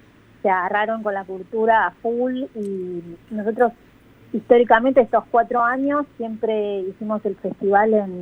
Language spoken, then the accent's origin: Spanish; Argentina; la mayoría del equipo somos de Argentina